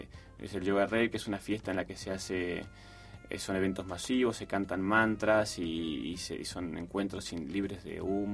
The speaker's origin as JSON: {"language": "Spanish", "town": "Pergamino", "region": "Buenos Aires Province", "country": "Argentina", "tie": "born there", "said": "Yo nací en Pergamino."}